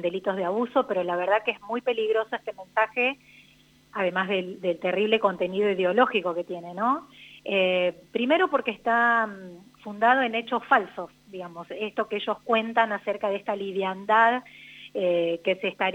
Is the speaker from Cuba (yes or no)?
no; General Pico, La Pampa, Argentina; es en Santa Rosa y nosotras somos de Pico